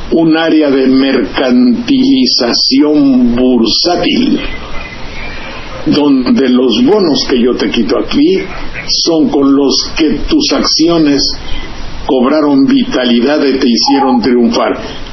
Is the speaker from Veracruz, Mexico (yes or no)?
yes; Banderilla, Veracruz, Mexico; born there; donde nací, en Banterilla, Jilotepec, Colocotita, cerca de Jalapa, en la provincia.